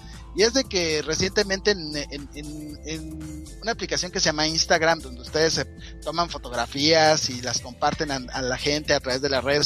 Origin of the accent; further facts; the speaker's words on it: Mexico; este mes, pues siendo mexicano, pues vamos a hablar de todas las películas mexicanas todo el mes.